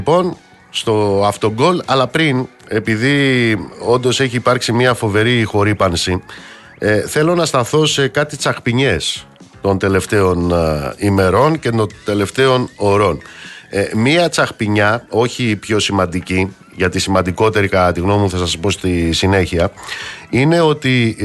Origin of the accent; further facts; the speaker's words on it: Amaliada, Western Greece, Greece; στην πατρίδα μου κάτω στην Αμαλιάδα